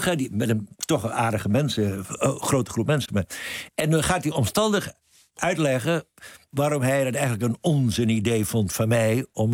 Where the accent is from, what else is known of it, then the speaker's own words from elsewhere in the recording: Groningen, Netherlands; Ja, Groningen, waar ik geboren ben.